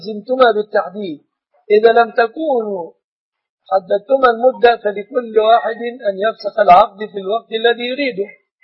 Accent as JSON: {"language": "Arabic", "country": "Egypt", "said": "وأسأل الله أن يحفظ بلادنا مصر وسائر بلاد المسلمين من كل مكروه ومن كل سوء"}